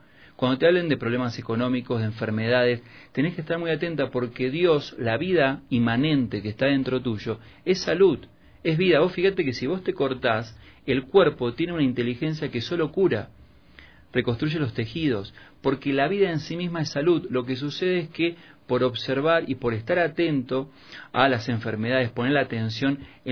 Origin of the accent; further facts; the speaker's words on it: Quito, Pichincha, Ecuador; me subo a un taxi acá en Quito y el taxista me dice, ¿usted no es de aquí? ¿Es turista? Y le digo, no, soy quiteño